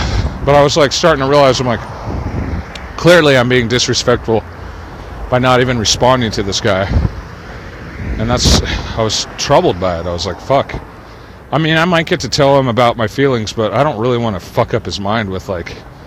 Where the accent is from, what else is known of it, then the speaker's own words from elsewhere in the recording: Santa Cruz, California, United States; born there; now in Los Angeles, United States; because I was born in Santa Cruz.